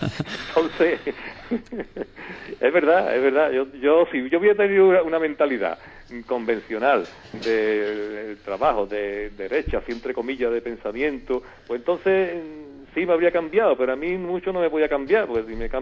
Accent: Seville, Andalusia, Spain; voy a empezar por la negativa, que fue en mi tierra. El único punto así que me sentí mal, ¿no? Llegando ya a Sevilla, muy cerca del río

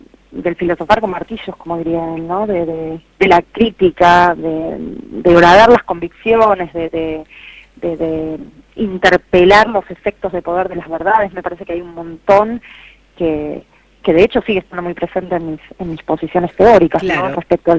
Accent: Quilmes, Buenos Aires Province, Argentina; moved away as an adult; now in Buenos Aires, Argentina; Yo estuve en Quilmes, soy de Quilmes Oeste, fui al colegio allá, mis viejos son de Quilmes, mi familia es de Quilmes, y me vine a la capital federal bastante joven, a los 20, 21, cuando me vine a estudiar

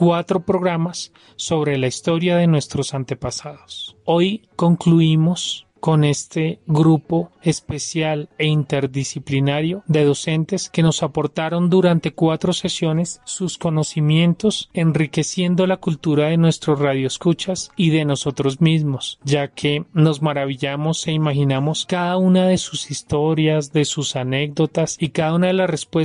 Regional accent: Zipaquirá, Cundinamarca, Colombia; dónde proceden muchos de nuestros rasgos característicos como zipaquireños, como cundinamarqueses y como colombianos.

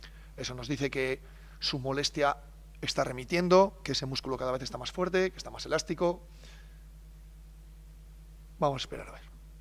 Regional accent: Soria, Castile and León, Spain

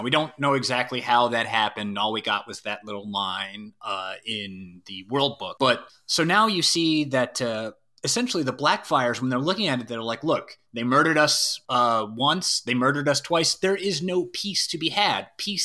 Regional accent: Ireland; I'm Irish, so there's an Irish tradition of sacred hospitality, but it's not just an Irish thing.

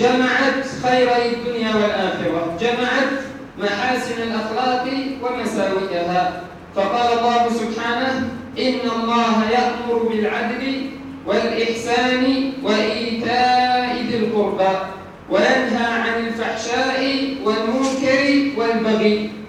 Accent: Upper Egypt, Egypt; موضوع خاص في بلادنا الصعيد

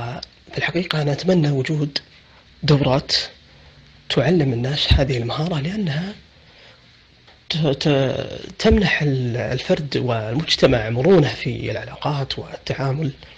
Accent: Saudi Arabia; عندنا في السعودية وسائل تواصل مفتوحة

